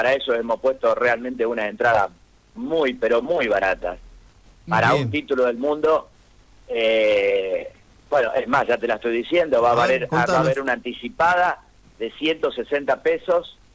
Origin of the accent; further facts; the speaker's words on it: Rosario, Santa Fe, Argentina; nosotros como rosarino no queremos otra cosa que la victoria